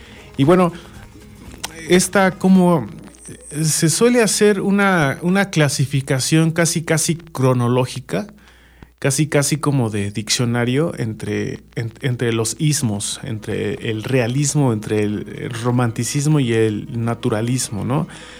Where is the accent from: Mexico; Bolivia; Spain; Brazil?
Mexico; en cada uno de nosotros como mexicanos, ¿no?